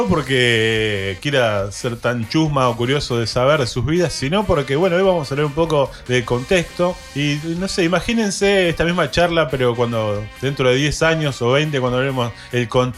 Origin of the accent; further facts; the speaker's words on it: Moreno, Buenos Aires Province, Argentina; Yo vengo de un barrio humilde, vengo de Cuartel Quinto Moreno